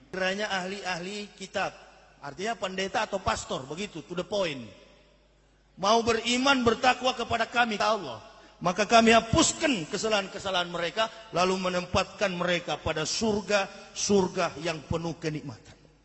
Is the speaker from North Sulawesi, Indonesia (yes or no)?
yes; Manado, North Sulawesi, Indonesia; Saya orang Manado asli, asli kafir, begitu.